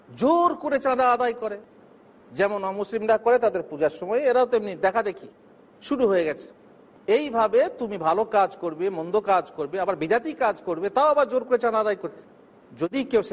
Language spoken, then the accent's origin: Bangla; Bardhaman, West Bengal, India; কোথায়? আমার এলাকা বর্ধমানে।